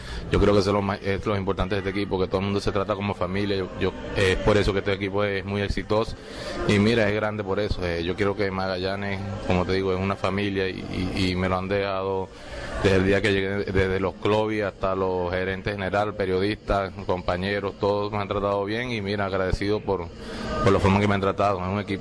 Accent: Valencia, Carabobo, Venezuela; born there; Toda mi familia es de aquí, nací aquí en Valencia

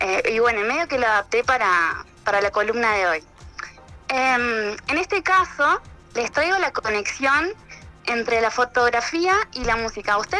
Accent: Argentina; soy argentina, feliz de que m

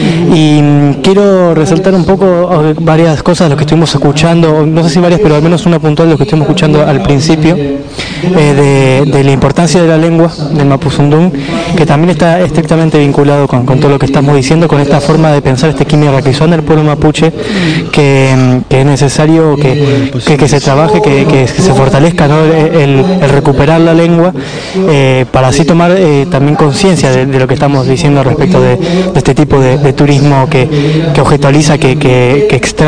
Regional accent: Buenos Aires, Argentina; aquellos que venimos de Buenos Aires, por, como es mi caso

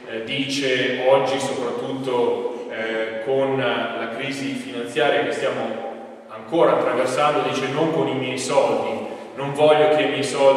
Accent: Verona, Veneto, Italy; now in Como, Italy; sono originario di Verona, quindi anche questo è uno dei motivi per cui mi sono perso a Caldorago

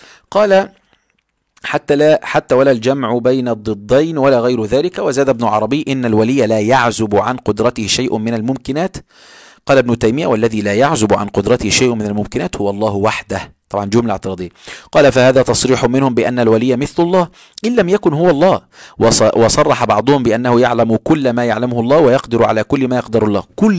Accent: Egypt; وهذا موجود عندنا في مصر على فكرة

